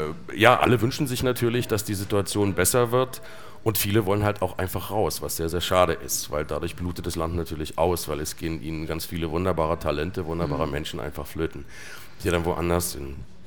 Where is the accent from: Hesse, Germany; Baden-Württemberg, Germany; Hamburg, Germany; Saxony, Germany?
Saxony, Germany; Plauen; born there; Also ich bin ja im Süden der DDR geboren, in Plauen.